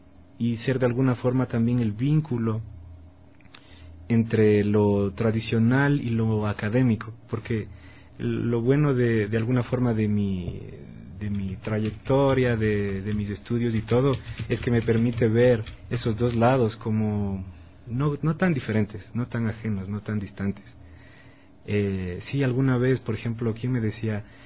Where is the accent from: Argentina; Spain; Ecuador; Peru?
Ecuador; han definido básicamente lo que somos ahora como, digamos, como artista, ecuatorianos